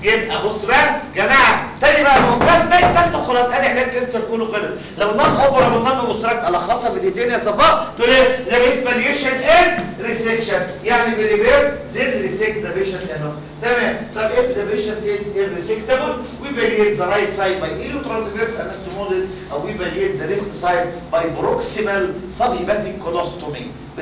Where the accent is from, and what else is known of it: Egypt